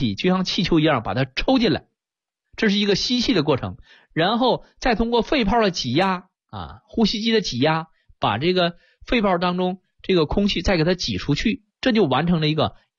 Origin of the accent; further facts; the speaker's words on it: China; 我们中国人讲阴阳啊，讲圆满啊。